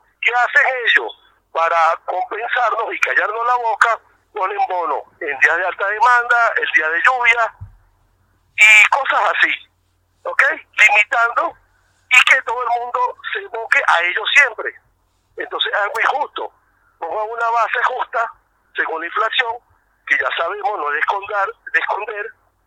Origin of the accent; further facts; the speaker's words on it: Venezuela; now in Argentina; yo como venezolano y con respeto a toda la colectividad